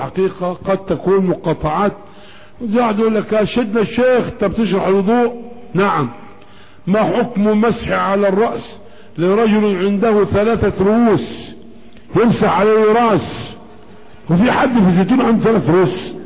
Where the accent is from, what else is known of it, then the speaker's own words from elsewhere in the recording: Egypt; انما عندنا في مصر مكنة شغالة